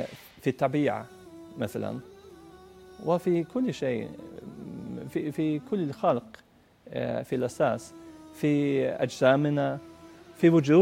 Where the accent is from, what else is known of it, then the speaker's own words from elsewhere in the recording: Norrland, Sweden; Arabic is a second language; نعم سكنت في شمال السويد وفي الريف عند أبي